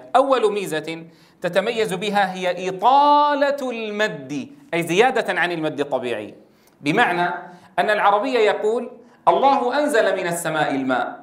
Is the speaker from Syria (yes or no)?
yes; Syria; بعض كبار السن عندنا في سوريا الذين يعني لم يتدرب في على قراءة القرآن الكريم فصيحا